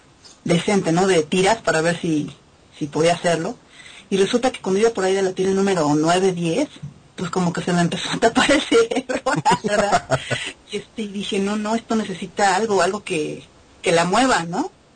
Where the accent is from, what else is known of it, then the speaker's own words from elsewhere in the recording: Mexico; Que para nosotros que somos audiencia mexicana